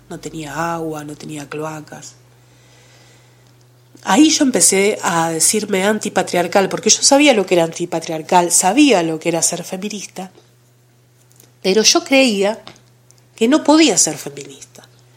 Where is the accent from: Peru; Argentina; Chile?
Argentina; Buenos Aires; Yo soy porteña de nacimiento, pero soy convencidamente descentrada de adopción.